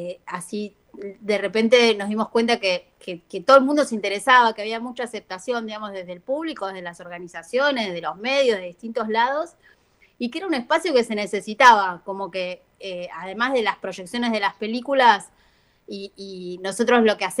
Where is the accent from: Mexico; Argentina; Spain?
Argentina; los dos directores somos argentinos